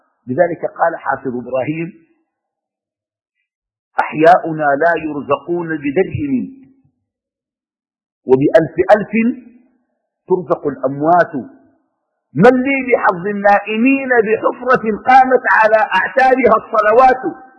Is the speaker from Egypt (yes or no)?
no; Sudan; وعندنا في السودان أسوأ من هذه الممارسة